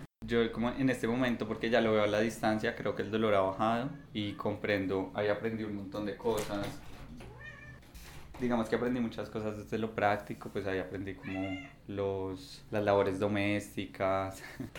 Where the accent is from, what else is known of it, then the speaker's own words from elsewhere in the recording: Bogotá, Colombia; mi mamá es de Río Negro y la de mi papá es de acá de Medellín y yo nací en Bogotá y vivíamos allá.